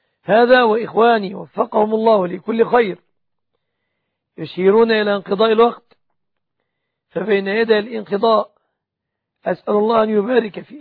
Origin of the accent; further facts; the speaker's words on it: Egypt; وأسأل الله سبحانه أن يحفظ بلادنا مصر آمنة مطمئنة